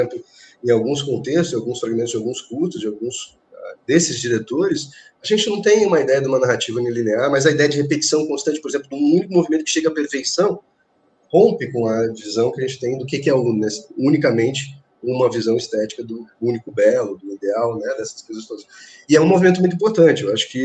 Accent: Brazil; E eu, como brasileiro, já estava no inverno lá há muito tempo

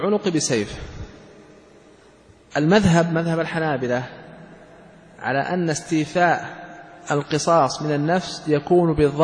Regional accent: Saudi Arabia; ولهذا ترون هذا الذي عليه العمل عندنا في المملكة العربية السعودية

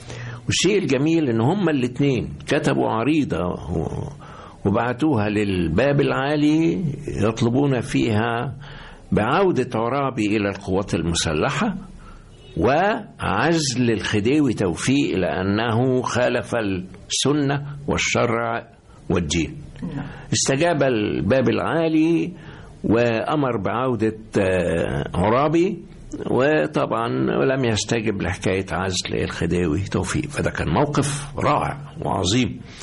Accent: Egypt; موجودة فينا جميعا كمصريين، فإذا نحن أحفاد هؤلاء العظماء.

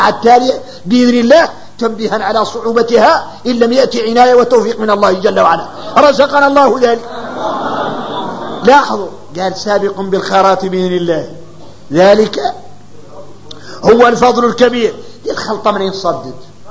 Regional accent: Mauritania; احنا موريتاني

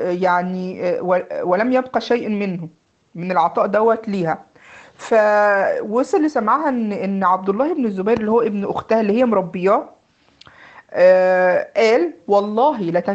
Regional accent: Egypt; زي ما بيقولوا عندنا في مصر ايه، فشار.

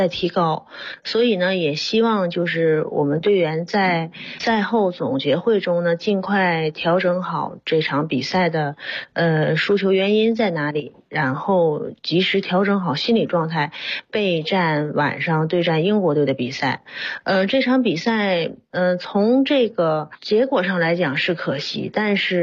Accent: Northeast China, China; 作为东北人来讲，只能是用来买回家腌酸菜用的这么一块石头。

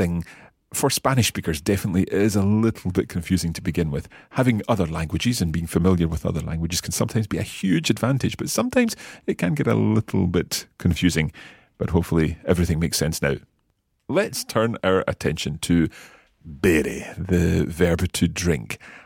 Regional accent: Scotland, United Kingdom; I think we've perhaps got in a slight advantage being Scottish because we roll our R's all the time.

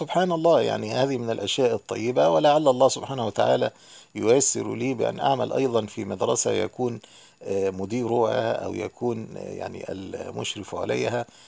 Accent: Egypt; also born or lived in Yemen; عندنا في مصر

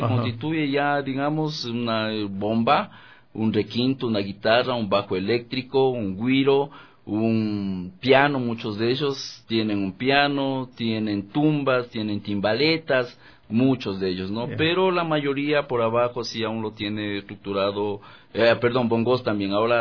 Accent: La Carolina, Imbabura, Ecuador; also born or lived in Ibarra; Esto es la parroquia La Carolina, provincia de Imbabura. Ahí inicié yo, ¿no? A pesar de que yo nací en Ibarra, pero crecí parte de mi niñez y juventud, de mi adolescencia, en el pueblito, en el caserío del Milagro.

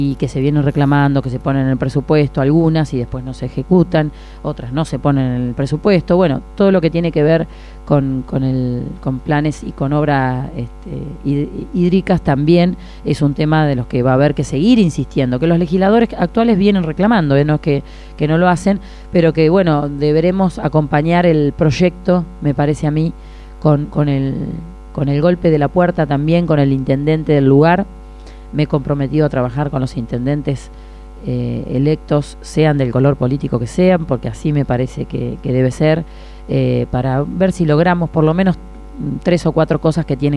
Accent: Saladillo, Buenos Aires Province, Argentina; porque somos los tres de Saladillo

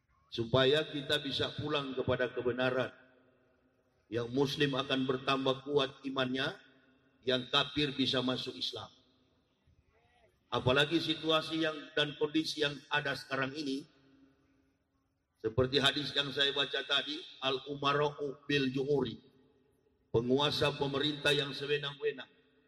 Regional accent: Manado, North Sulawesi, Indonesia; born there; Saya dilahirkan di kota Manado. Kota Manado itu adalah mayoritas berpenduduk agama Kristen. Dulu saya masuk Islam di Manado itu, di Sulawesi.

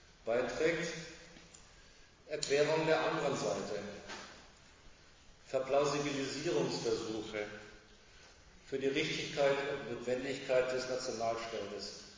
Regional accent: Germany; Ich bin Deutscher, wie ein Franzose, ein Russe ist.

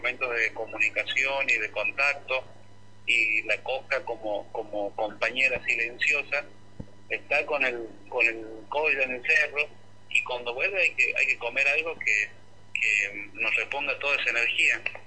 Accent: Santiago del Estero, Argentina; más allá que no soy nacido en Jujuy, soy santiagueño

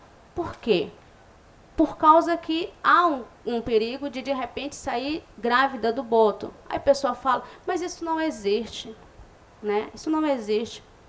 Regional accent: São Gabriel da Cachoeira, Amazonas, Brazil; eu sou da etnia Baré, Sou da comunidade do Livramento também, em São Gabriel.

